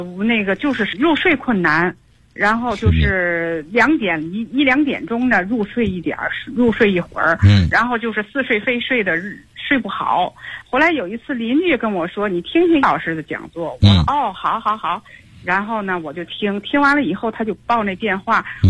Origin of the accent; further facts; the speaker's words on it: Tianjin, China; 我是天津的那个河西区的